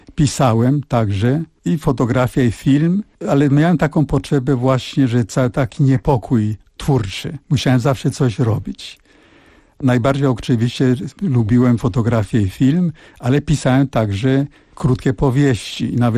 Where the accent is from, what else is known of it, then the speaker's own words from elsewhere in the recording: Żyrardów, Masovian Voivodeship, Poland; born there; A ja się urodziłem na stole, na gazetach, a mój ojciec musiał szukać akuszerkę i miał karabin ze sobą, ponieważ jeszcze trochę tych Niemców było w Żyrardowie